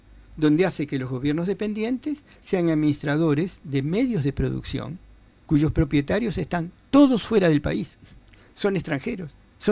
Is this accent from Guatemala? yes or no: no; Uruguay; hay una cosa muy curiosa que como uruguayos deberíamos recordar o hablar con nuestros padres